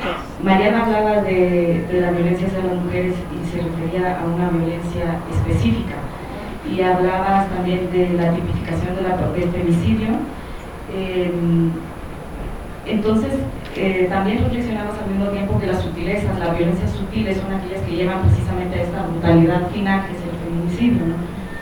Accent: Honduras; now in Mexico; soy hondureña, residente en esta ciudad

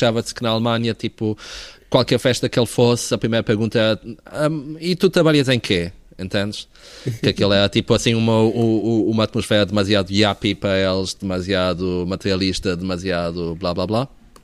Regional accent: Azores, Portugal; moved away as an adult; also born or lived in Porto; now in London, United Kingdom; eu cresci nos Açores e depois vivi por 9 anos no Porto e agora estou em Londres, mas basicamente tipo, todo o meu ensino foi em Portugal e todas as minhas referências são portuguesas, digamos assim.

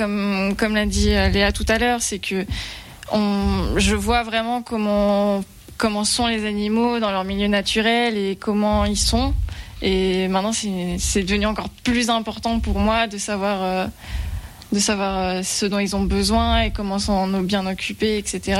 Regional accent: Brittany, France; À la base, je viens de Bretagne aussi

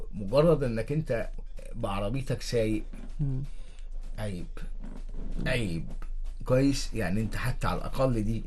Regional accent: Egypt; عندنا في مصر نجوم كتير جدا دخلوا الملعب وخرجوا الملعب.

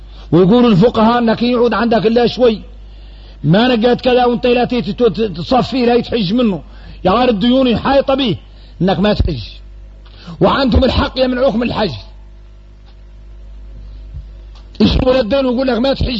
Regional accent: Mauritania; احنا موريتاني

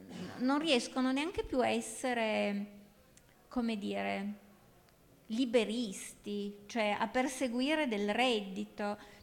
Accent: Turin, Piedmont, Italy; moved away as an adult; io sono una torinese che sono andata via da Torino all'età di 20 anni più o meno e tornata 25 anni dopo in una città completamente trasformata, nel senso che io sono cresciuta davanti a una fabbrica di pneumatici che inquinava

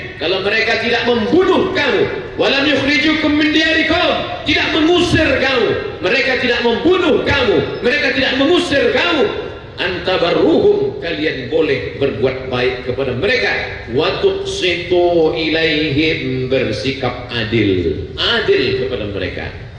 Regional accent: West Sumatra, Indonesia; now in Ponorogo, Indonesia; Sebenarnya ambo urang awak tapi dah cek lamo di Jawa maka bentuk iko lah.

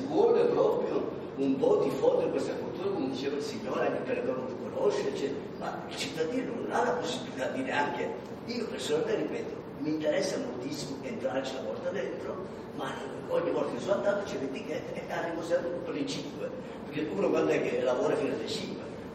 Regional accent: Southern Italy, Italy; moved away as an adult; now in South Tyrol, Italy; ho lasciato il mio paese perché sono andato a lavorare e sono contento di vivere, ho famiglia, figli in Alto Adige, quindi grazie a questo statuto io dal sud li ho avvantaggiati perché ho trovato lavoro, figlio, parlo tedesco, italiano

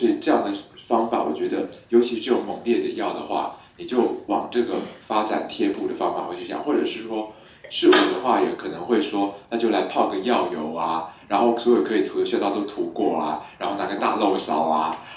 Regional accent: Taiwan; 水鸡，哎，请问我们台湾人说田鸡

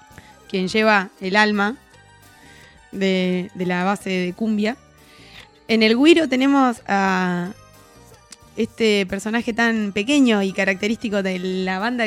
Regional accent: Gobernador Costa, Chubut, Argentina; De Chubut, de un pueblo que está a 2 horas de Esquel, del lado de la cordillera. Y mi pueblo se llama Gobernador Costa

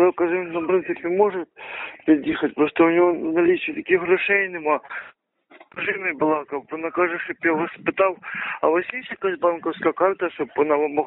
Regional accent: Kyiv, Ukraine; Я взагалі з Києва

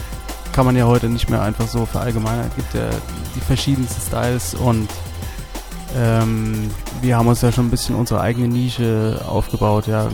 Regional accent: Dresden, Saxony, Germany; now in Frankfurt, Germany; Eigentlich bin ich Dresdner, Exil-Dresdner. Mich hat es nach Frankfurt verschlagen, eigentlich Anfang der 90er, nicht freiwillig.

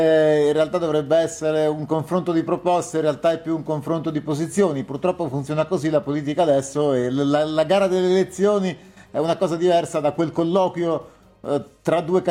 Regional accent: Bologna, Emilia-Romagna, Italy; io sono di Bologna

